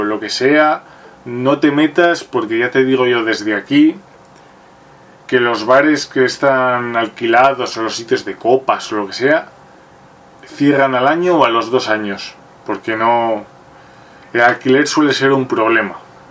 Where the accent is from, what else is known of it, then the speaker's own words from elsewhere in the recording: Burgos, Castile and León, Spain; La primera es quedarte aquí en Burgos muriéndote de asco, o marcharte a Madrid